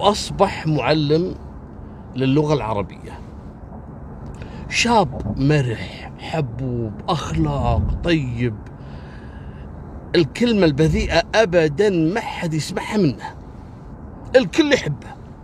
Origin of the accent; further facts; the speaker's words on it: Kuwait; وعايشين في منطقة عندنا في الكويت اسمها الجهرة أو محافظة الجهرة